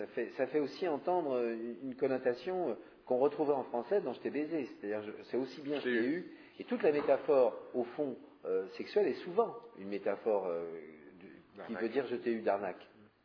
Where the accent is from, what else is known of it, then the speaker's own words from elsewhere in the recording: France; Je suis français.